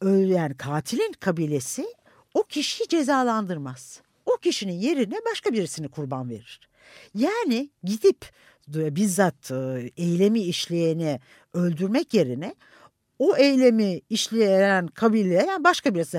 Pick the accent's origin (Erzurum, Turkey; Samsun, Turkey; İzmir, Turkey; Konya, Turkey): Konya, Turkey; Yani benim çocukluğumda ben Konya doğumluyum. Çocukluğumda çok iyi hatırlıyorum.